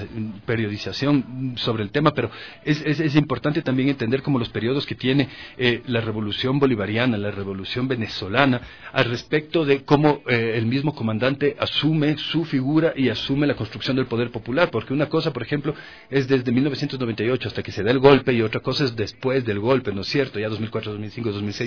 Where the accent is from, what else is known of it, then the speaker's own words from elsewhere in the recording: Quito, Pichincha, Ecuador; como gente que estábamos creciendo, como quiteños, como ecuatorianos, que estábamos creciendo en la década de los 90s